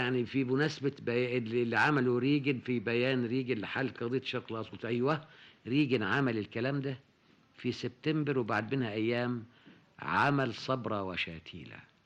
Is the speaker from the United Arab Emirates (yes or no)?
no; Sharqia Governorate, Egypt; وهو صعيدي وانا شرقاوي